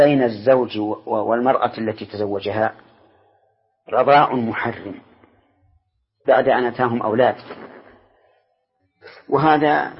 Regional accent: Saudi Arabia; لكن عندنا في السعودية جزاهم الله خيرا

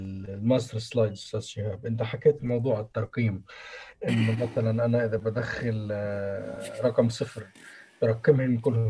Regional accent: Palestine; حتى عندنا في فلسطين، ما بيكونش قادر

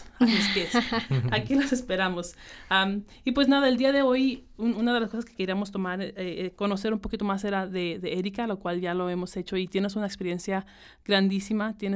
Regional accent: Zacatecas, Mexico; moved away; inmigrante, mexicana, zacatecana, yo les puedo decir

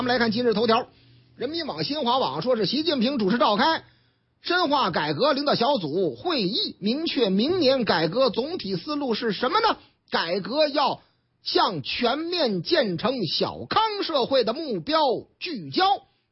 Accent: Northeast China, China; 这个得振兴咱老东北啊，是不是啊？俺老家呀。

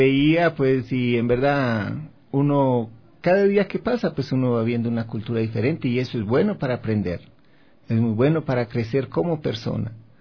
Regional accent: Cali, Valle del Cauca, Colombia; also born or lived in Pereira; Estuvimos en Cali, que fue mi nacimiento, mi niñez. De ahí nos fuimos a la ciudad de Pereira, Risaralda, una ciudad muy bonita

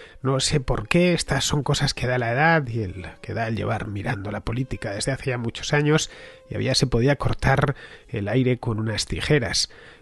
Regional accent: Spain; me interesan tanto que vivo en España y soy español

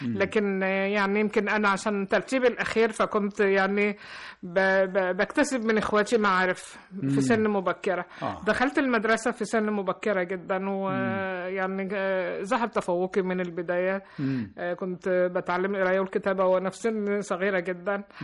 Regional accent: Cairo, Cairo Governorate, Egypt; born there; في القاهرة. أيوة.

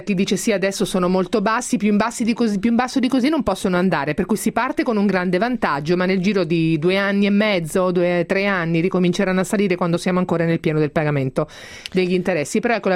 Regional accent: Marche, Italy; essendo più una da Adriatico, perché essendo marchigiana non faccio che parlare di quelle zone

